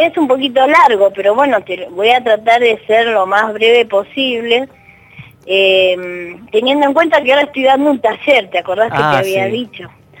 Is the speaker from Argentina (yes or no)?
yes; Buenos Aires, Argentina; Yo soy de Buenos Aires